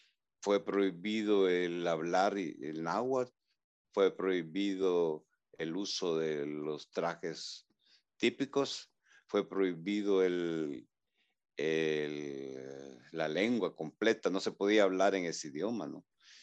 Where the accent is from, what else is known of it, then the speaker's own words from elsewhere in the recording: Ataco, Ahuachapán, El Salvador; soy originario del Salvador, de un pueblo que se llama Ataco, que es en la frontera con Guatemala. O sea, prácticamente mi pueblo está a, digamos, a unos 30 kilómetros de la frontera con Guatemala.